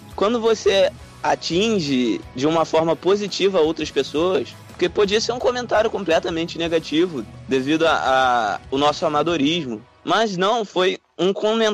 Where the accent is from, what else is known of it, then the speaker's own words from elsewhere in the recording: Rio de Janeiro, Brazil; eu falo cara pra todo mundo, porque eu sou carioca